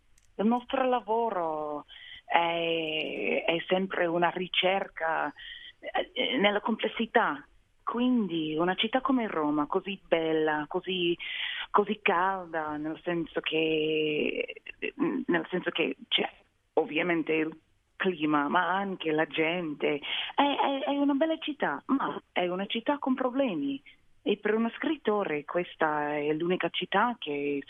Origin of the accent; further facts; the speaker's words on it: London, United Kingdom; born there; accent: American; Italian is a second language; ho detto io sono americana, c'era sempre qualcun altro per dirmi no, non sei davvero americana perché sei nata a Londra. Ma se ho detto invece sono inglese, è venuta la risposta non sei davvero inglese perché guarda l'accento, è più americano